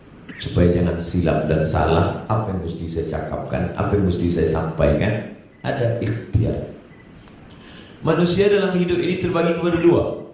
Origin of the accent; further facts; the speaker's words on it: Sumatra, Indonesia; saya sebagai orang Melayu dari Pulau Sumatera